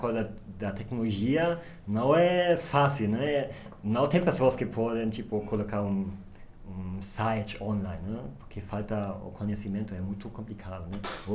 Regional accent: Germany; Portuguese is a second language; now in São Paulo, Brazil; eu sou da Alemanha, então o meu português é meio ruim, né? Então eu estou aqui em São Paulo para fazer a pesquisa para meu mestrado.

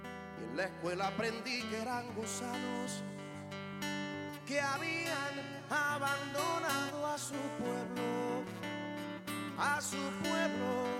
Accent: Guantánamo, Cuba; La primera vez que yo y yo salimos de Guantánamo a algún lugar, lo hicimos a Cienfuegos

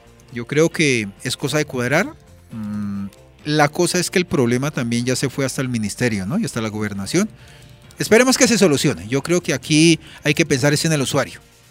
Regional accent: Soacha, Cundinamarca, Colombia; Yo soy aquí de Soacha, defiendo Soacha

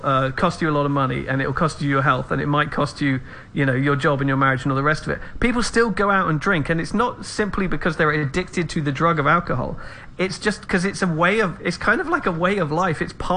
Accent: England, United Kingdom; I think that you're an Englishman, I'm an Englishman, and I think there is a European sensibility or attitude towards drinking

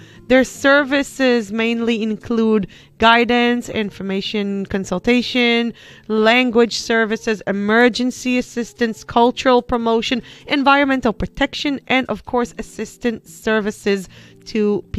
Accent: Beijing, China; Yes, I am a Beijinger. Yes, I'm from Beijing municipality.

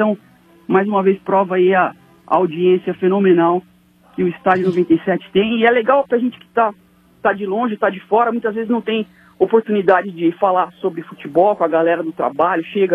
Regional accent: Marília, São Paulo, Brazil; now in São Paulo, Brazil; eu já acompanho o estádio desde 2007, quando eu mudei pra São Paulo, eu sou do interior de São Paulo, de Marília.

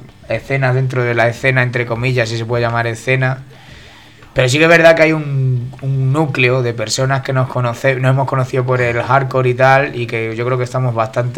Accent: Salamanca, Castile and León, Spain; Claro, ojo, que yo también es que vengo de Salamanca

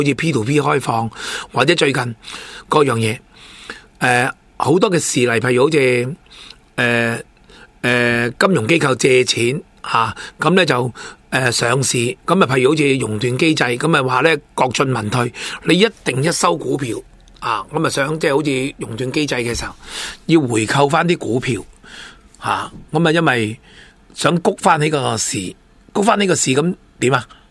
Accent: China; 因为我哋中国人成日有句说话好叻嘅

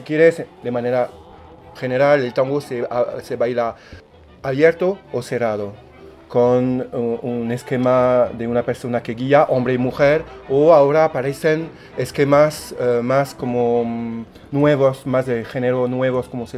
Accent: France; Spanish is a second language; Yo soy francés, en Francia comemos como gallinas a las 8, 9

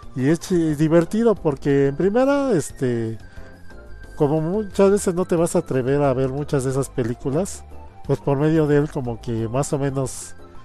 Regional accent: Mexico; debido a que mucha de la comunidad pues somos mexicanos, tiene subtítulos en español.

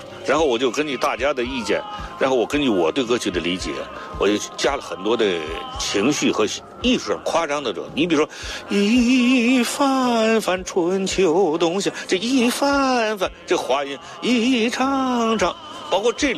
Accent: China; 而且这首歌更符合我们中国人的一种信念，改革开放的思想。

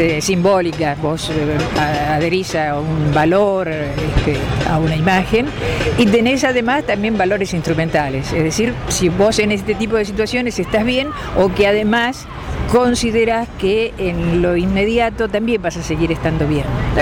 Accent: Tandil, Buenos Aires Province, Argentina; Soy de Tandil, ¿sí?

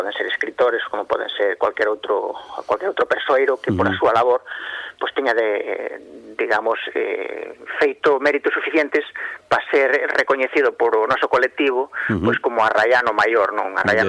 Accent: Lobios, Galicia, Spain; empezamos con esta andaina por Ludeiros, donde eu nacín, non, o lado de nunha aldea de Lobios, li pegadiña a Lindoso, na mesma raia, non?

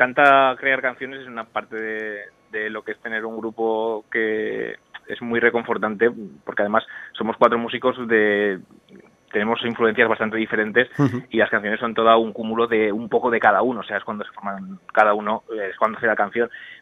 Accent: Zaragoza, Aragon, Spain; somos de Zaragoza, pero tocamos casi más fuera de Zaragoza y nuestra comunidad que dentro

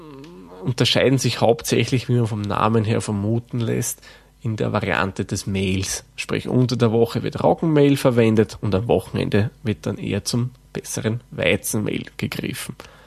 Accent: Lower Austria, Austria; Den Begriff Wuchteln kenne ich persönlich auch von meiner Heimat, also meiner eigentlichen Heimat im Waldviertel.

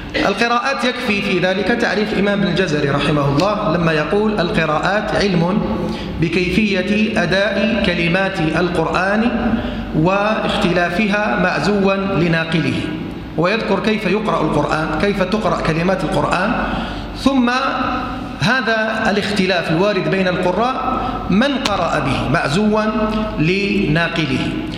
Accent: Algeria; وهذه في بلدنا الجزائر

